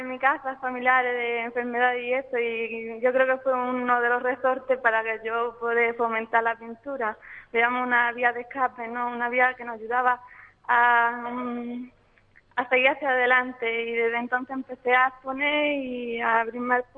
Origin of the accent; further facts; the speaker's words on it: Ubrique, Andalusia, Spain; si he expuesto en varias ciudades y pueblos de la sierra, ¿por qué no expone en mi pueblo, en Ubrique, ¿no?